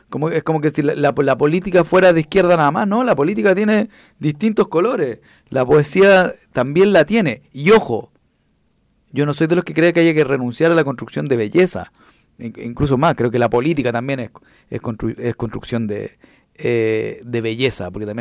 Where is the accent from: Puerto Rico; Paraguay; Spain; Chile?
Chile; Santiago Metropolitan; yo fui presidente de ese movimiento y que vengo de La Caro y que fui del barrio Borgoño y de los H.